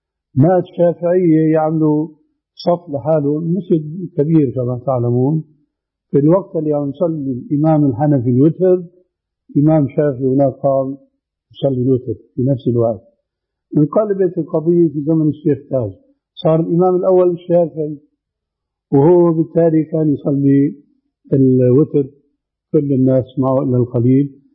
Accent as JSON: {"language": "Arabic", "town": "Damascus", "region": "Damascus Governorate", "country": "Syria", "said": "عندنا في دمشق في 4 محاريب"}